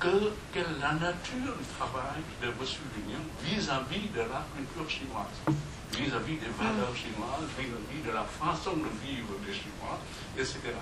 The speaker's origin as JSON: {"language": "French", "country": "Vietnam", "said": "vietnamien, et puis … chinois, mais en fait je suis vietnamien."}